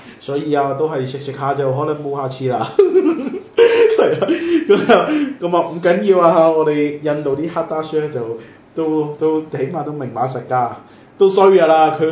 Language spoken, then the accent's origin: Cantonese; Macau; 哦，唔使啦，我澳門人嚟噶，自己睇下啦